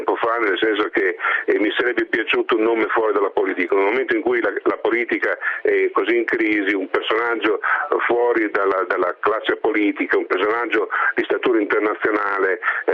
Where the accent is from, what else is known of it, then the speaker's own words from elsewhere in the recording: Bologna, Emilia-Romagna, Italy; da bolognese so che lui sotto sotto può